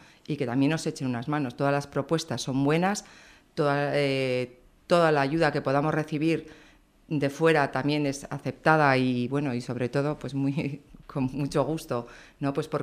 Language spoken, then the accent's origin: Spanish; Berriozar, Navarre, Spain; now in Tudela, Spain; soy de Berriozar, mi hija mayor también nació en Berriozar, llevamos 12 años en Tudela